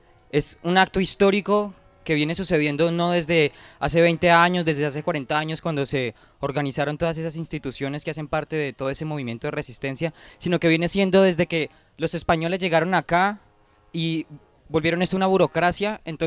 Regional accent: Colombia; me hace pensar también en la discriminación que nosotros como colombianos también tenemos hacia nosotros mismos

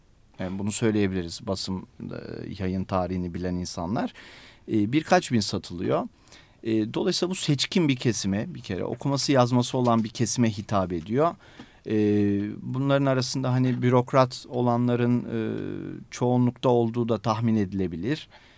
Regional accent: Istanbul, Turkey; İstanbul tabii bizim şu anda içinde yaşadığımız İstanbul değil. Ben 37 yaşındayım ama Üsküdar'da büyüdüm. İşte 30 sene önce her taraf kırlıktı. Evlerimizin arkası, Bağlarbaşı.

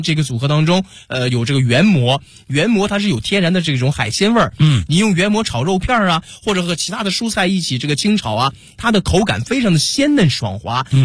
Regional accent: Northeast China, China; 咱们东北人说这个姑爷进门小鸡断魂

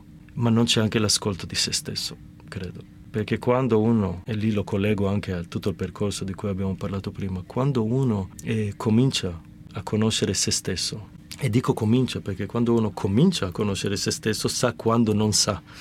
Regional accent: Genoa, Liguria, Italy; che mi fa ridere oggi perché da genovese è proprio il binario da dove partono tuttora i treni per Genova

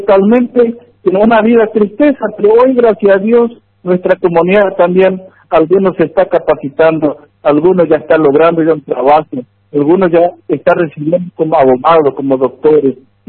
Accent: Argentina; Mi DNI, identificación como argentino ciudadano en la provincia.

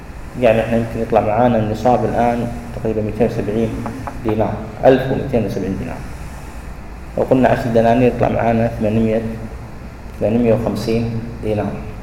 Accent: Kuwait; وهذا الجاري عليه العمل عندنا في الكويت

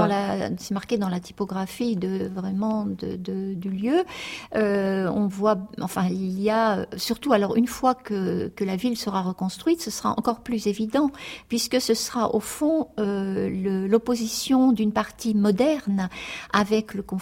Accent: Lillebonne, Normandy, France; born there; Je suis née en Normandie, je suis née à Lillebonne, dans une petite ville qui se trouve à 25 km du Havre à peu près, et dans un quartier très ouvrier qui s'appelait La Vallée, donc pendant la guerre. Et mes parents tenaient là un café-épicerie

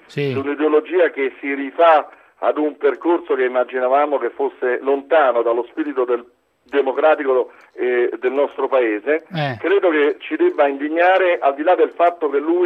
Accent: Rome, Lazio, Italy; siamo romani e forse anche romanisti, se questo può temperare gli animi.

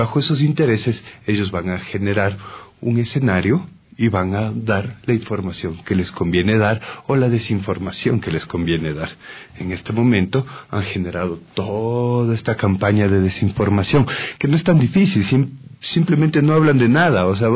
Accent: Ecuador; esas son las opiniones con las cuales nosotros como ecuatorianos tenemos que convivir todo el tiempo

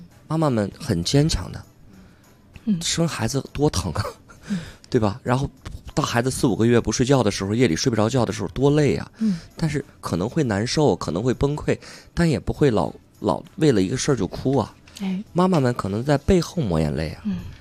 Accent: Beijing, China; 是我们北京人非常优秀的演员

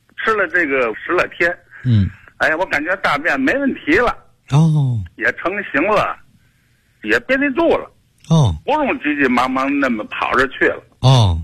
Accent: Tianjin, China; 我是天津的北辰的。我今年67岁。

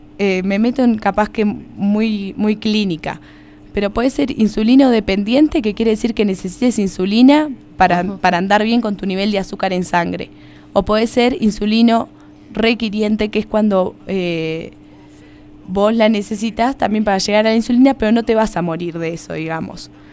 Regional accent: Uruguay; moved away; Claro, esa era mi creencia cuando yo llegué de Uruguay.

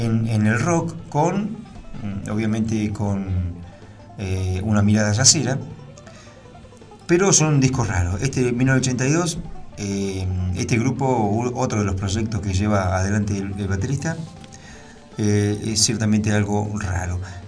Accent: Norway; born there; Spanish is a second language; soy ante todo un baterista, pero también un compositor y director de bandas. Nací en Noruega en el año 82, vivo en Bergen desde el año 2004.

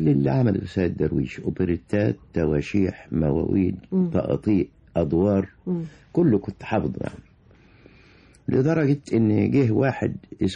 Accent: Abu Qurqas, Minya Governorate, Egypt; وحفظت القرآن في أبو قرقاص مديرية محافظة المنيا.

